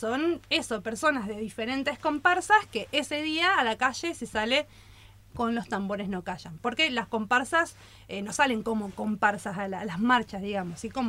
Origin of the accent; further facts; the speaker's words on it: Buenos Aires, Argentina; Me vine de Buenos Aires, de Floresta, dejé el oeste